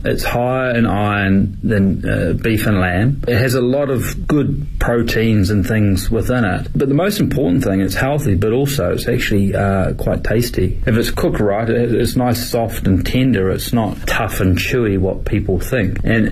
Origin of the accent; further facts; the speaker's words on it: South Island, New Zealand; We're from the South Island, New Zealand, and that's where most of the deer are farmed.